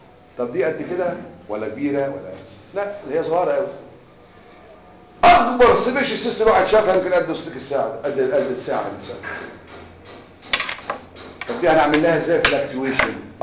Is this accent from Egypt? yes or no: yes; Egypt; احنا عندنا مصريين في عاده عندنا كل حاجه اسمها كيس دورني